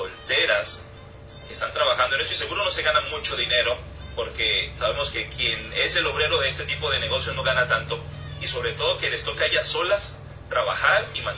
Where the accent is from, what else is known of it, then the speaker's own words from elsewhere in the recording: Cali, Valle del Cauca, Colombia; personas de mi tierra, de Colombia y de Cali